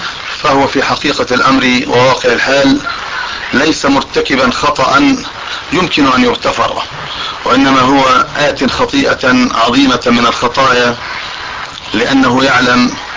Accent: Amman, Amman Governorate, Jordan; ان يمن علينا بهذا اللقاء او باللقاء في بلدنا عمان

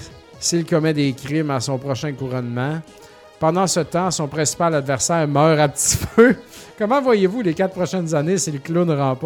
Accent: Quebec, Canada; Sauf ceux-là qui m'haïssent parce que je suis un Québécois.

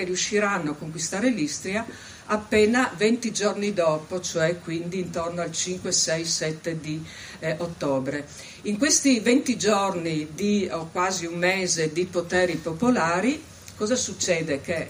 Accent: Friuli-Venezia Giulia, Italy; veniamo dal Friuli Venezia Giulia, io posso dire che nel corso della mia vita non ho fatto altro che sentir parlare di Foibe e Porzus.

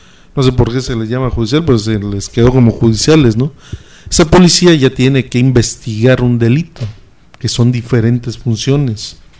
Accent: Mexico; y lo digo, y soy mexicano, pero sí da coraje

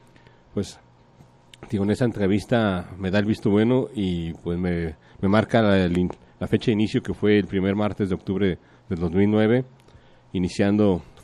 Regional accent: Mexico; no te creas que uno como mexicano te permites esos logros

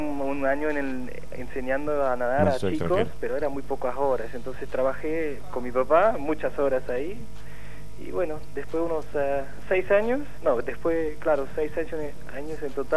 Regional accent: Belgium; Spanish is a second language; now in Argentina; Yo soy de Bélgica

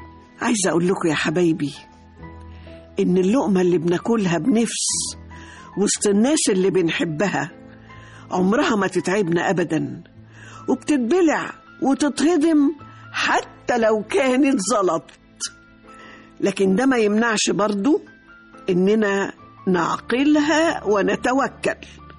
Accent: Egypt; أنا الحقيقة مصرية قوي، مصرية جدا، وبحب كل ما هو مصري.

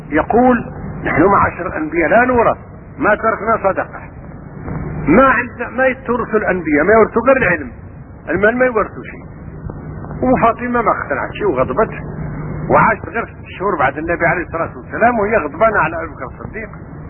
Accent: Algeria; وأنا سافرت من الجزائر وأنا هكذا أقول الشعر وأعرف الفقه المالكي

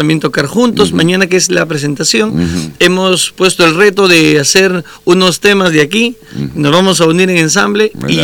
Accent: Huaraz, Ancash, Peru; Yo vengo de la ciudad de Huaraz, del departamento de Ancash

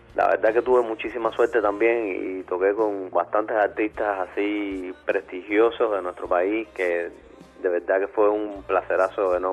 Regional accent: Santa Clara, Villa Clara, Cuba; now in Havana, Cuba; Nací en Santa Clara, soy santaclareño, orgullosamente santaclareño.

